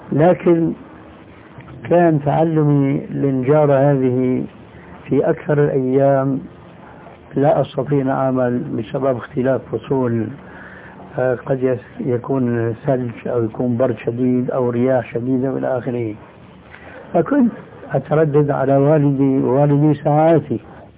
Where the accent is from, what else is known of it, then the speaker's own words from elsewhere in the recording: Damascus, Damascus Governorate, Syria; moved away as an adult; now in Jordan; أنا هاجرت من دمشق إلى هنا لما نظرت أنه دمشق بدأت تنحرف خاصة بعد الحكم البعثي هذا، فوجدت هنا خير من هذيك البلاد، هاجرت إلى هنا.